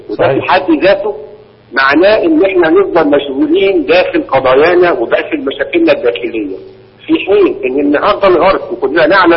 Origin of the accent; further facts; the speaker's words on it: Egypt; ما فيش مجلس امه موجود عندنا في مصر